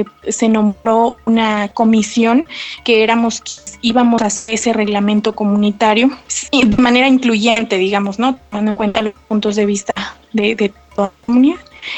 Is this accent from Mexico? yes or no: yes; San Ildefonso Villa Alta, Oaxaca, Mexico; soy del municipio de San Ildefonso Villalta.